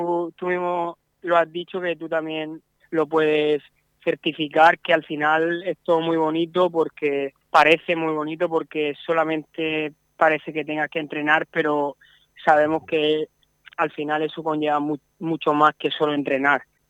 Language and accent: Spanish; Redován, Valencian Community, Spain; soy de Redován y es un pueblo que está pegado a la montaña, y yo, mi casa está a 100 metros de la montaña